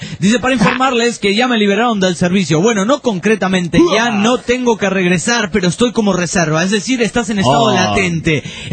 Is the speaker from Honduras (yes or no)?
yes; Honduras; Tengo la voz así, pero … de Honduras.